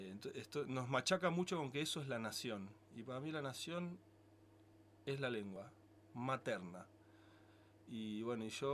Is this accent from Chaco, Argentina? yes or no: no; Buenos Aires, Argentina; born there; En Buenos Aires, que es un país, es el país donde yo nací, porque Buenos Aires es otro país, lo confirmo cada vez más.